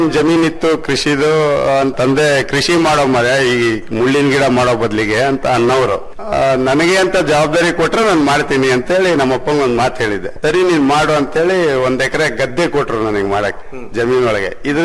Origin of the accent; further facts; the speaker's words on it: Sringeri, Karnataka, India; ನಾವು ಹುಟ್ಟು ಬೆಳೆದಿದ್ದು ಶೃಂಗೇರಿ ಮಲ್ನಾಡಲ್ಲಿ